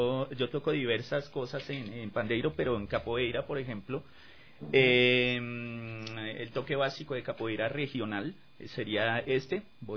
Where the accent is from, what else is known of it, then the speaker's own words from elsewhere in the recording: Bogotá, Colombia; born there; Yo nací en Bogotá, en un barrio popular que se llama Las Cruces.